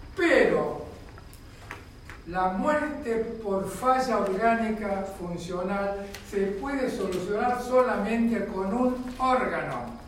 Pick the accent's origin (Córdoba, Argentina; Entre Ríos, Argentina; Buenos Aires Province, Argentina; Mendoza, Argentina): Buenos Aires Province, Argentina; La Plata; yo soy platense, me formé en La Plata